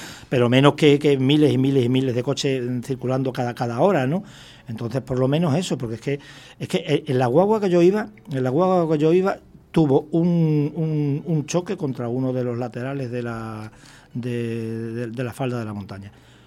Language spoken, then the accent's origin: Spanish; Canary Islands, Spain; somos españoles y canarios